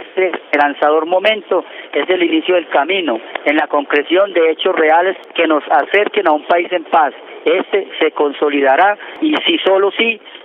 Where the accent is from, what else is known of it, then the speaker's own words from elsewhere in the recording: Colombia; Como muchos colombianos herederos de Camilo, reivindicamos su pensamiento